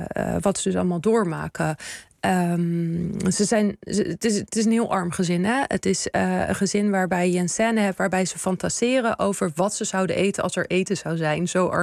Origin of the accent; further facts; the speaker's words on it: Netherlands; ik heb natuurlijk Tunesische roots, maar ik ben hier opgegroeid in Nederland.